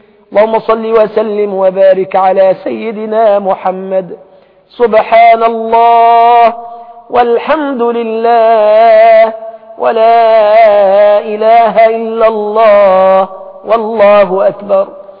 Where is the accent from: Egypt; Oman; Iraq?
Iraq; نحن من اهل العراق